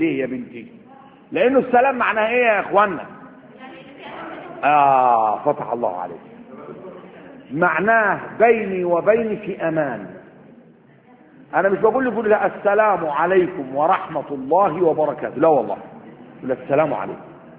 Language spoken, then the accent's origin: Arabic; Upper Egypt, Egypt; وعندنا في الصعيد لما بيقول الواحد بيسيب دي من 40 يوم حزنا.